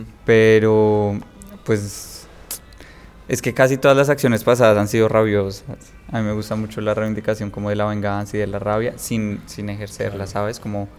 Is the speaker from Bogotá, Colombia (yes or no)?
yes; Bogotá, Colombia; yo no soy de acá, yo soy de Bogotá